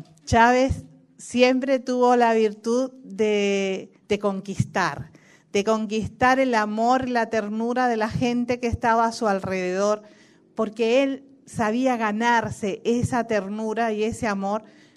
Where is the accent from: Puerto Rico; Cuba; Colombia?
Cuba; Bueno, yo soy latinoamericana, cubana, desde el Río Bravo hasta la Patagonia, un mismo pueblo, una misma identidad